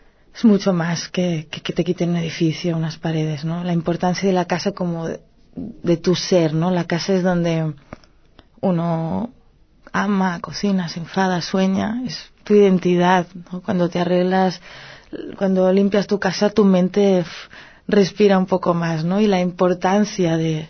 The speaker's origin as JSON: {"language": "Spanish", "region": "Catalonia", "country": "Spain", "first_language": "Catalan", "second_language": "Spanish", "said": "Por otra parte está el idioma. Es mi lengua materna, el catalán."}